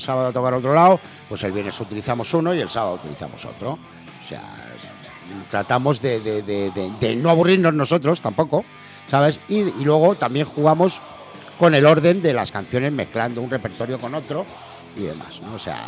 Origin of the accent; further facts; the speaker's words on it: Madrid, Community of Madrid, Spain; Y claro, nosotros somos de Madrid.